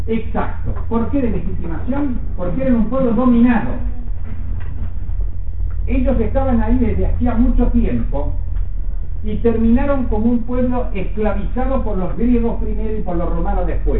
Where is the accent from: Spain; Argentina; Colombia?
Argentina; Es como los argentinos somos los que vivimos en la Argentina.